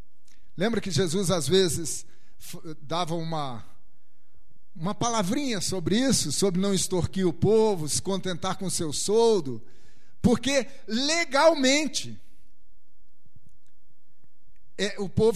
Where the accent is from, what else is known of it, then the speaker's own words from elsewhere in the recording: Rio de Janeiro, Brazil; Fui criado no Rio, né?